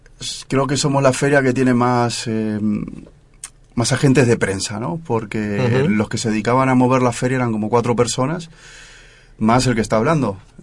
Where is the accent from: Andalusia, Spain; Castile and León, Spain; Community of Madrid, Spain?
Community of Madrid, Spain; Madrid; yo soy de otro barrio, soy de Puente de Vallecas